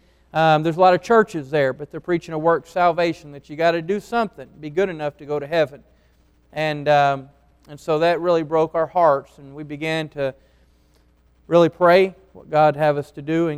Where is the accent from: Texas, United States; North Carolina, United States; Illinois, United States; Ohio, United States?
North Carolina, United States; she's from Michigan, I'm from North Carolina, both ended up in Alabama, in a church there, and that's where we met at the church.